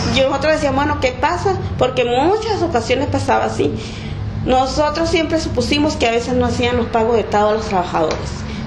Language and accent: Spanish; Santa Rosalía, Baja California Sur, Mexico; Gracias a Dios, sí. Ay, ahí en mi pueblito bello.